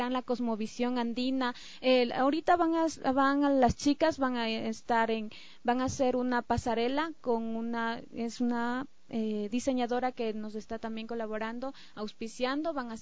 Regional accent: Ecuador; porque somos ecuatorianos, originarios, gente que con valores no solo éticos o morales, sino también culturales.

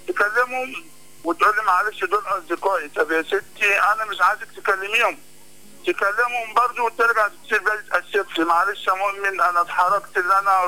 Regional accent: Cairo, Cairo Governorate, Egypt; منور القاهرة والله، يعني أنا من القاهرة

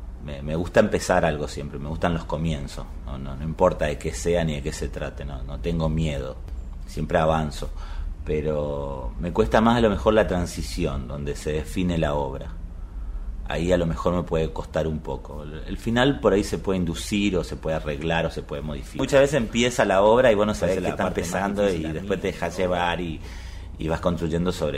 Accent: Argentina; soy argentino, tengo 42 años

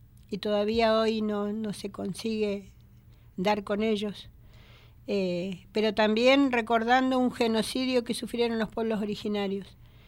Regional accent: Bariloche, Río Negro, Argentina; soy de Bariloche, y mi fuerza es el Nahuel Guapi.

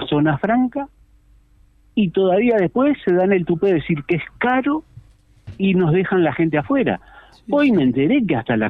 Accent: Progreso, Canelones, Uruguay; Yo soy de Progreso.

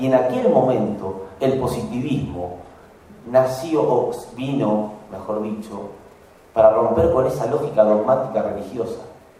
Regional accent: Paraná, Entre Ríos, Argentina; born there; now in Rosario, Argentina; Yo no soy de Córdoba, yo soy de. Nací en Paraná, pero mi vida desde hace 20 años prácticamente es en la ciudad de Rosario.

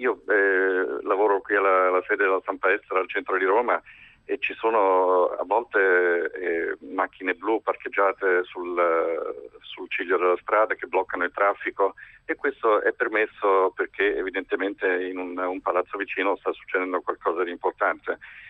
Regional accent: England, United Kingdom; Italian is a second language; now in Italy; io sono in Italia da moltissimi anni e è chiaro che essendo inglese faccio dei confronti con quello che succede nel mio paese.

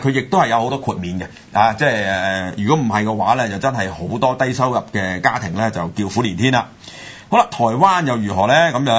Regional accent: Hong Kong; 咁但呢個嚟講呢又值得我哋香港人又考慮啦

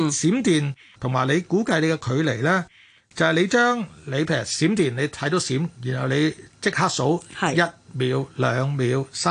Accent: Hong Kong; 因為我哋香港人一户外嘅話，都成日話雷暴警告間中生效啊咁樣

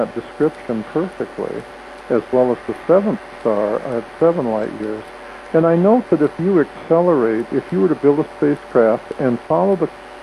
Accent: Wisconsin, United States; And even though I grew up in Wisconsin, I was shivering my bum.

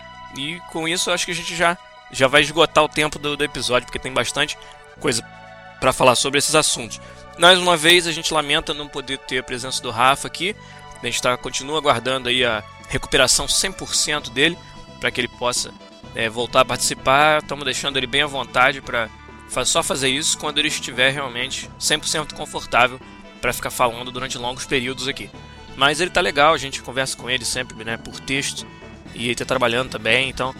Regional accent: Rio de Janeiro, Brazil; now in Vancouver, Canada; Porque eu cheguei direto em São Paulo, né? Eu sou do Rio, então nem fui no Rio, não fui ver ninguém.

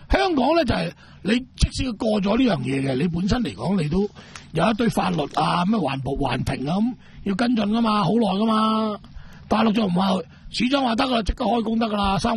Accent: Macau; 不如我鼓励我哋澳门人或者中国人去单买。

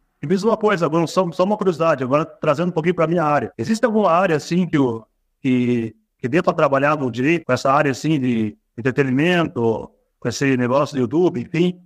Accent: São José dos Pinhais, Paraná, Brazil; accent: Paranaense; Sotaque paranaense, do Leite Quente.

